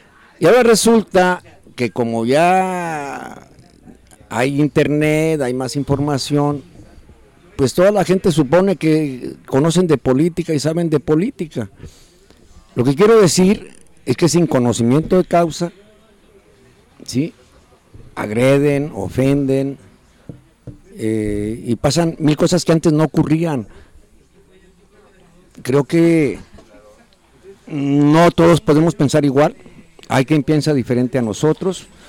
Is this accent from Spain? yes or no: no; Mexico; O sea, todos somos mexicanos, pues.